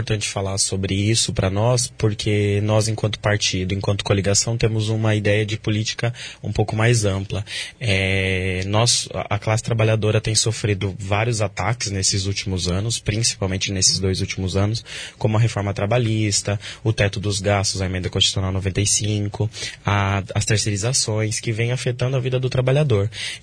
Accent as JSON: {"language": "Portuguese", "town": "Medianeira", "region": "Paraná", "country": "Brazil", "lives_now": "Foz do Iguaçu, Brazil", "said": "eu sou de Medianeira, vim para Foz do Iguaçu, vai fazer 4 anos. Sou estudante de História e Licenciatura da UNILA."}